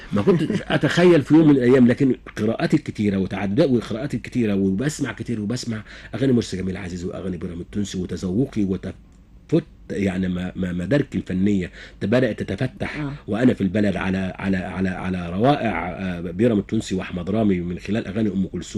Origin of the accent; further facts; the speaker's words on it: Kafr El Hatab, Dakahlia, Egypt; born there; ان انا من مواليد كفر الحطب مركز